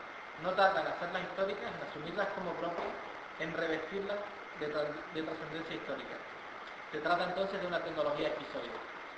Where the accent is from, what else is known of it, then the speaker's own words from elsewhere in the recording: Canary Islands, Spain; now in Andalusia, Spain; yo soy canario repatriado aquí en Andalucía